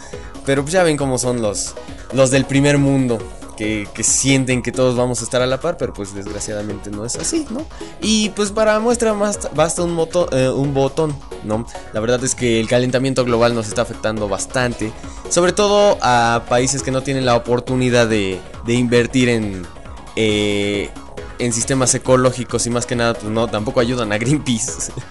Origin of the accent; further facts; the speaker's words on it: Mexico; como buen mexicano pues uno se la sigue, hombre